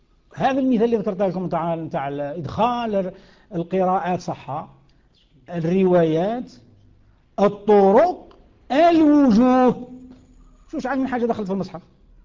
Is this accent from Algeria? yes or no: yes; Algeria; القيف كما يسموه عندنا في الجزائر، الوقف